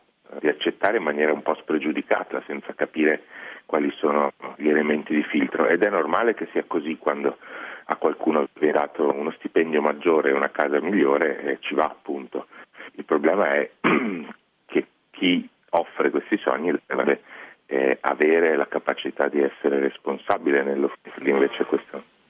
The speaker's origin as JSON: {"language": "Italian", "town": "Padua", "region": "Veneto", "country": "Italy", "tie": "born or raised there", "said": "io sono nato e cresciuto a Padova in un contesto molto monoetnico, in cui i miei compagni di classe erano tutti dello stesso quartiere"}